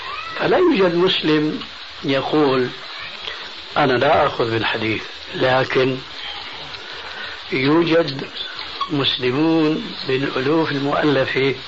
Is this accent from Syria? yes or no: yes; Syria; كما يقولون عندنا في سوريا هاتي لك وامشي